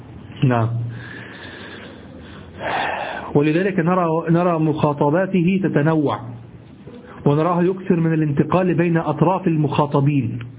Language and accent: Arabic; Egypt; اليمام الذي نعرفه في مصر